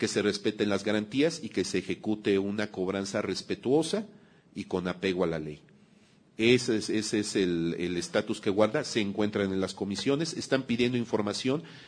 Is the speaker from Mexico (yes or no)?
yes; Mexico; es importante también que hagamos fuerza como mexicanas, como mexicanos